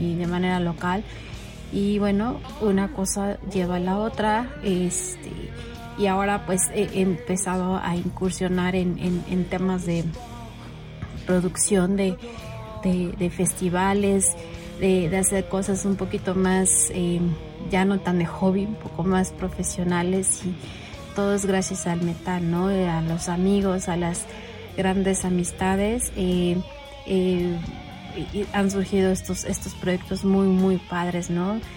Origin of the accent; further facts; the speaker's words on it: Mexico; yo soy mexicana, vivo aquí en Ciudad de México.